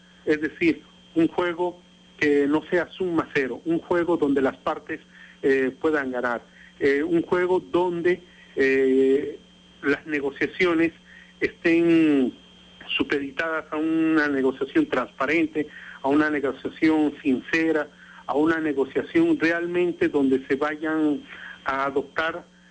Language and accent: Spanish; Bolivia; Nosotros como pueblo boliviano no tenemos ninguna rencilla contra el pueblo chileno